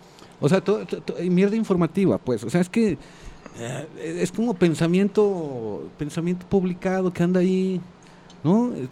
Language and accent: Spanish; Mexico; Y los pues, dinosaurios somos muchos mexicanos, pues, también.